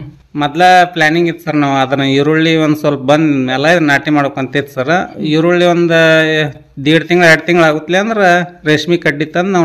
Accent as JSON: {"language": "Kannada", "town": "Navalgund", "region": "Karnataka", "country": "India", "said": "ಸಿರ್ಕೋ ನಮ್ಮ ಗ್ರಾಮ, Navalgund taluk ದಾವಡ್ district sir."}